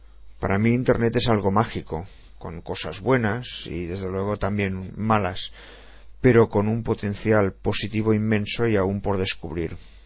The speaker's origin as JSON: {"language": "Spanish", "town": "Barcelona", "region": "Catalonia", "country": "Spain", "tie": "born there", "said": "Nací en 1959, en Barcelona."}